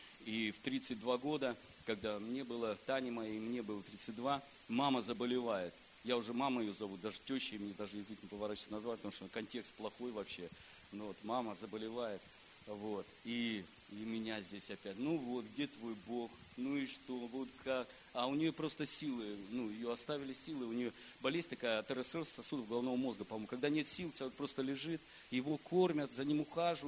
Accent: Kemerovo Oblast, Russia; also born or lived in Vladivostok; Родом я из Кемеровской области. Поехал туда на море, поступил, закончил, учился в Владивостоке.

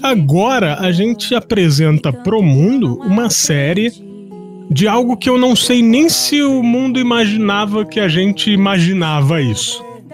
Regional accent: Brazil; como nós somos brasileiros, a gente não tem muita noção se existem esse tipo de lenda lá fora, né?

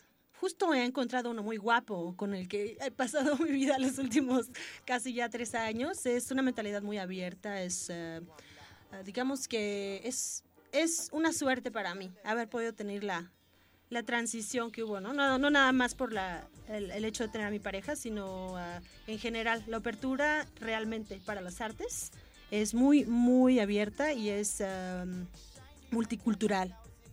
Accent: Mexico City, Mexico; now in Montreal, Canada; Yo soy de la Ciudad de México, bien teotihuacana, soy del corazón, de la zona rosa, y bueno, estoy de visita aquí en Montreal, tiene ya tiempo que estoy viviendo en la ciudad de Montreal

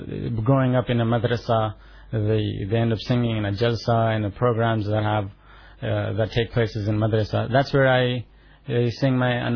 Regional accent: India; now in Toronto, Canada; I finished my hifz in India, and then from there we moved on to Toronto, Canada, where I started off my secondary education, academics and all that.

